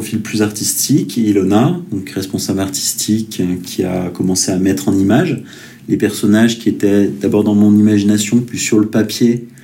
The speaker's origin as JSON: {"language": "French", "town": "Saint-Etienne", "region": "Auvergne-Rhône-Alpes", "country": "France", "tie": "born there", "also_born_or_lived": "Paris / Lyon", "said": "moi, je suis né à Saint-Etienne il y a 41 ans. J'ai quelques décennies. J'en suis parti un petit peu pour les études et puis j'y suis revenu pour le travail. Mon premier travail était à Paris, puis Lyon, puis Saint-Etienne."}